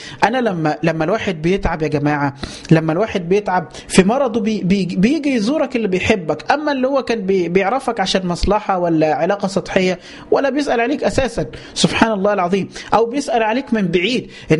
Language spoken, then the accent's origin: Arabic; Upper Egypt, Egypt; عارفين لما امنا في الفلاحين وعندنا في الصعيد، ما هو كله فلاح بقى